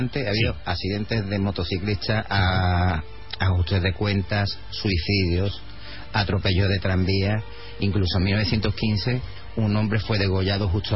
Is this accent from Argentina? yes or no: no; Madrid, Community of Madrid, Spain; Pues vengo de Madrid.